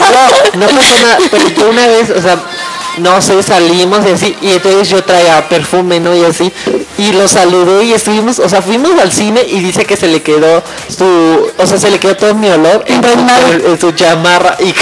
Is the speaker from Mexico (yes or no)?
yes; Mexico; como mexicano y como no dominante del idioma inglés.